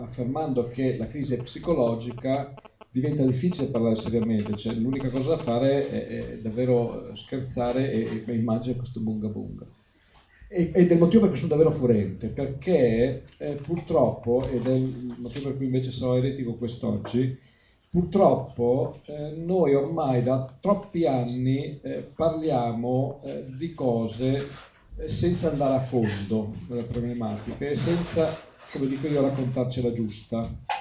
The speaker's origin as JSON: {"language": "Italian", "region": "Tuscany", "country": "Italy", "said": "Allora, io sono un eretico, detto da toscano rompicoglioni"}